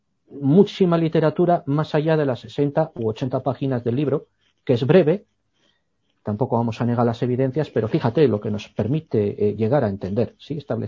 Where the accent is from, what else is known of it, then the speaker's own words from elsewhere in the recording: Basque Country, Spain; born there; Yo soy nacido en el País Vasco y aquí hay una tradición brujeril extraordinaria y soy hijo de padre nacido cerquita de Trasmoz